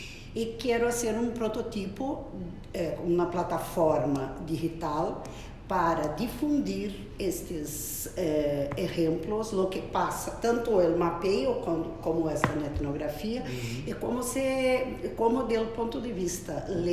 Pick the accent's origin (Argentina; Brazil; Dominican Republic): Brazil; Spanish is a second language; Yo soy de Brasil y en Brasil estamos con ganas de tener eso, ¿no?